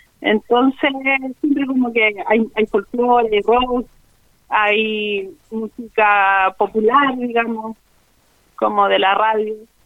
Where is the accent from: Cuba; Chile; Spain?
Chile; Yo soy de Coquimbo, de acá, de Malleco, del territorio de Malleco. Y bueno, soy una cantora que está influenciada mucho por lo que es la champurria, la cultura champurria.